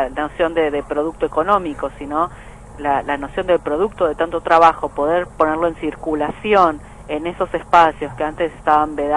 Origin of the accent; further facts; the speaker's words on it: Argentina; somos tres argentinas, digamos, en el plantel